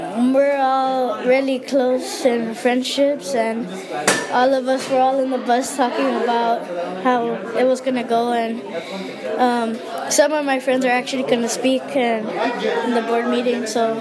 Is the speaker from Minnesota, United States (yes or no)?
no; Santa Ana, California, United States; born there; Yes, I was, but my parents were born over in Mexico, in Tijuana.